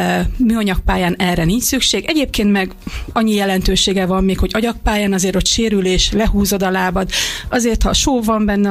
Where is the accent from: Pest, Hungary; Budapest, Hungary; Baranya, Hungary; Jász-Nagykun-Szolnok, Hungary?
Jász-Nagykun-Szolnok, Hungary; Szolnok; Hát itt Magyarországon 2001 volt az első magyar bajnokság, amit éppen Szolnok rendezett a szülővárosom